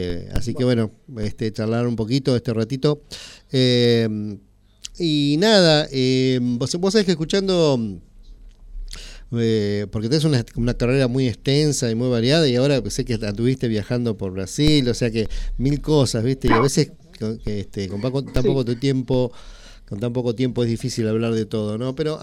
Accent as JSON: {"language": "Spanish", "town": "Tres Arroyos", "region": "Buenos Aires Province", "country": "Argentina", "said": "somos de Tres Arroyos, ¿viste? Que nosotros veraneamos mucho allá en Necochea"}